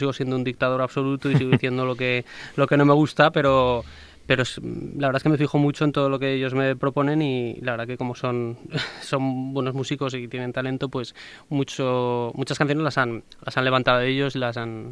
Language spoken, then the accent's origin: Spanish; Huesca, Aragon, Spain; also born or lived in Zaragoza; de muy pequeño, vamos, con un año así ya me fui a Huesca y soy, me siento bastante ostense, la verdad.